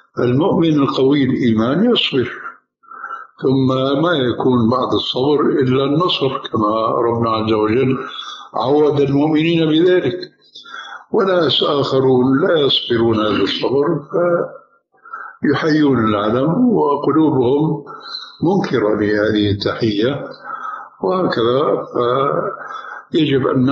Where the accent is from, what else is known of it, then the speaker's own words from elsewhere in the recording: Syria; now in Jordan; ولو أمثله هنا في الأردن وفي عندنا في سوريا